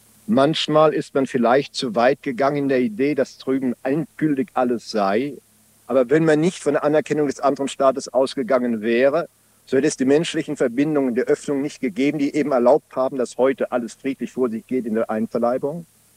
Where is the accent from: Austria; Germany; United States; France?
France; German is a second language; vom Oberbürgermeister meiner Heimatstadt aus meinem Heimatland Frankreich eingeladen zu werden